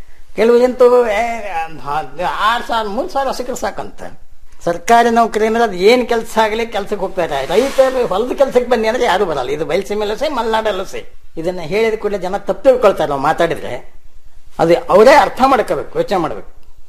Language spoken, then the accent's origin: Kannada; Hosakote, Karnataka, India; ಅಲ್ಲೇ ಹೊಸಕೋಟೆ ಅಂತ ನಮ್ಮ ಊರು. ಆ ಊರು ಮುಳುಗಡೆ ಆದ್ಮೇಲೆ ನಮ್ಮ ತಂದೆ 4 ಕಡೆ ಆಸ್ತಿ ಮಾಡಿದ್ರು.